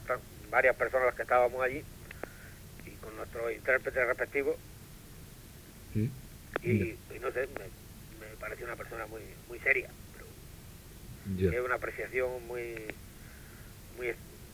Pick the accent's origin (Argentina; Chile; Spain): Spain; Solamente que soy español.